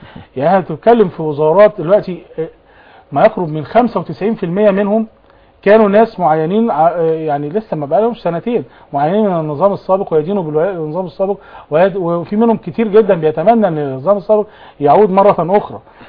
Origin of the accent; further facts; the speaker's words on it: Egypt; انا وحضرتك احنا كمصريين دلوقتي في الدوله